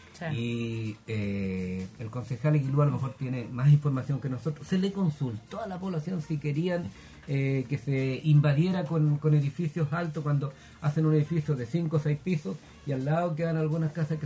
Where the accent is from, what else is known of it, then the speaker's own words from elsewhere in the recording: Nonguén, Biobío, Chile; Y digo no fuimos porque soy de Nonquén